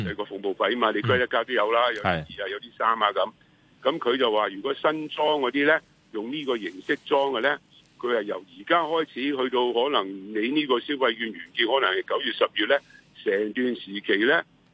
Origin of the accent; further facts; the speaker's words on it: Hong Kong; 我們香港人為何不可以上去呢